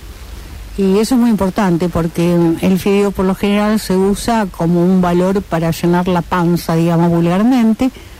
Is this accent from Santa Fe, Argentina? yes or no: yes; Rosario, Santa Fe, Argentina; also born or lived in Salta; yo por ejemplo me considero muy rosarina, porque mi formación es rosarina, pero yo nací en Salta, una zona endémica, digamos, de desnutrición